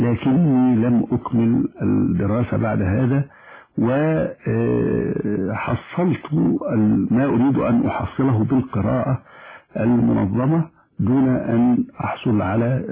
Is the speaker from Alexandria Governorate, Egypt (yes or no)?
yes; Alexandria, Alexandria Governorate, Egypt; أنا سكندري الأصل. ولدت في الإسكندرية ويعني الإسكندرية التي عشت فيها كانت تختلف كثيرا عن الإسكندرية الحالية. لم تكن مزدحمة بهذه الصورة